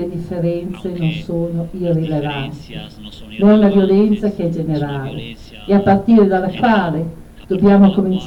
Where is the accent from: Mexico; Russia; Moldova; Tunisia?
Mexico; Oaxaca; Vengo da Oaxaca e a Oaxaca mi dicono è la seconda città in Messico per numero di donne uccise